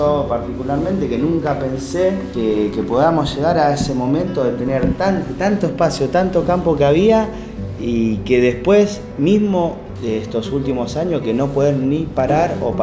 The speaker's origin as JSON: {"language": "Spanish", "town": "Vicente López", "region": "Buenos Aires Province", "country": "Argentina", "tie": "born there", "said": "todos los que nacimos ahí en Vicente López, esa salina, no tuvimos la oportunidad de comprarnos una casa o un terreno."}